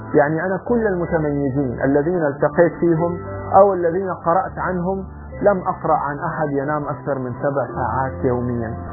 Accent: Saudi Arabia; عندنا في السعودية أحيانا يقال لي أن انتظار الكوافيرة

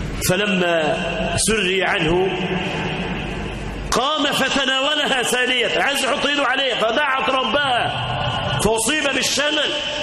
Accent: Egypt; اللهم اجعل بلدنا مصر آمنة مطمئنة

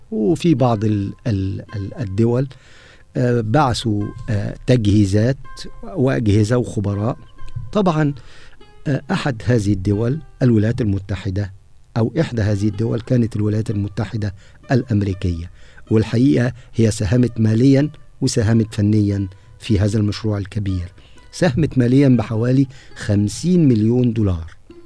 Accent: Egypt; المعابد المعروفة عندنا في مصر

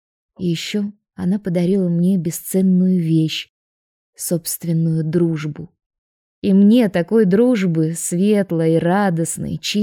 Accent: Russia; Я же из России, помните?

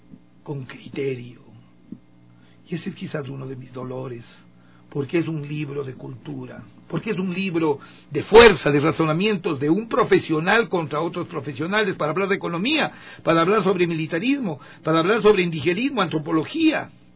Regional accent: Ecuador; esos somos los ecuatorianos, le decía, yo fui emigrante.

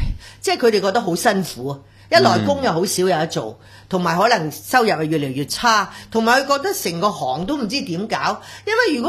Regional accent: Hong Kong; 令到我哋香港人咧係好憤怒。

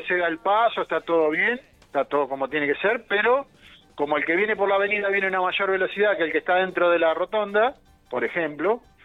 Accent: Olavarría, Buenos Aires Province, Argentina; now in Mar del Plata, Argentina; yo soy de Olavarría, en realidad vivo en Mar del Plata, pero soy de Olavarría.

